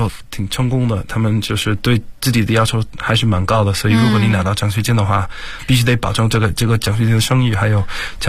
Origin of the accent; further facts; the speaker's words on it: South East England, United Kingdom; Chinese is a second language; now in China; 我来自英国肯特郡，在中国差不多已经要七年左右。